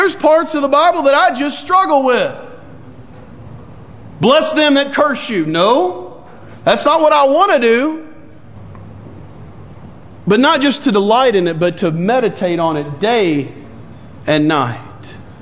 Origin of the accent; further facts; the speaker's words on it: Lake Jackson, Texas, United States; also born or lived in Clute; In my hometown of Clute/Lake Jackson, Texas, the Christian bookstore there had to quit taking checks